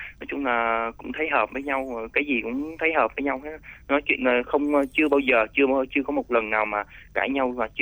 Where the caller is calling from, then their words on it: Lâm Đồng, Vietnam; ạ, em đến từ Lâm Đồng anh ơi.